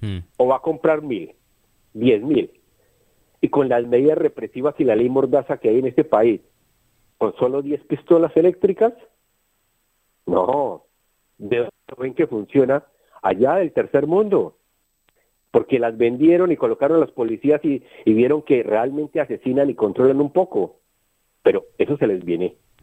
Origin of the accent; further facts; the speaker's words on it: Colombia; Pero yo, como muchos colombianos, tenemos el valor civil, a pesar del dolor, de levantarnos y decir, basta ya y no me callo